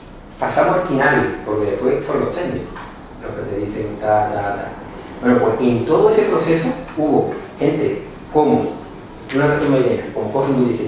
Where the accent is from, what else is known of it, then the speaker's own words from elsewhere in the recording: La Zarza, Extremadura, Spain; Bueno, creo que desde mi pueblo, se llama La Zarza